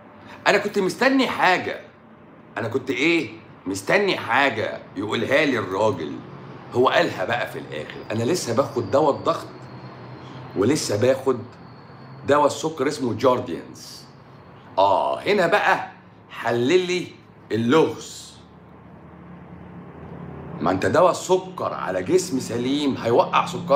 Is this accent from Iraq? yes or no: no; Egypt; انا مصري وببيع كلام اهو، انا مصري وببيع كلام اهو.